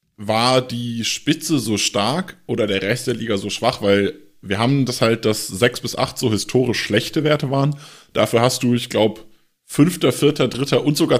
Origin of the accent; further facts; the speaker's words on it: Freiburg, Baden-Württemberg, Germany; es war für mich halt persönlich als Freiburger so ein bisschen enttäuscht